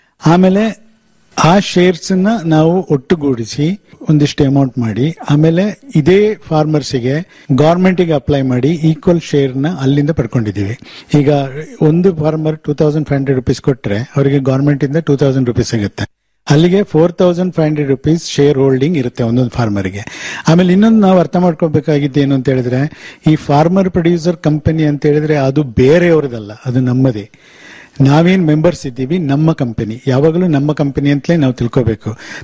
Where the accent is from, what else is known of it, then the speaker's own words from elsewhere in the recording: Puliyari, Karnataka, India; ನಾನು ಕೊಡಗಿನಲ್ಲಿ ಒಂದು ಕಾಫಿ ಬೆಳೆಗಾರ ಕೂಡ. ನಮ್ಮ ಗ್ರಾಮ ಪುಲಿಯರಿ ವಿಲೇಜ್.